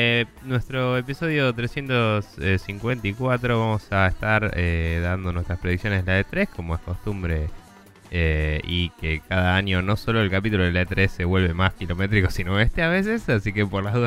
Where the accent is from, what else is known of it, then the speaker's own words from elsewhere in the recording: Buenos Aires, Argentina; porque somos personas de Buenos Aires y en Buenos Aires no tiene sentido adorar ninguna otra estación del año casi.